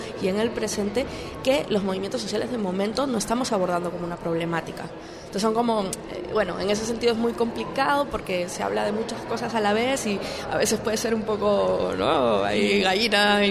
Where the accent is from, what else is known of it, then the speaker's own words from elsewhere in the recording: Peru; Para la gente que venimos de otros lugares, ¿no?, concretamente yo soy peruana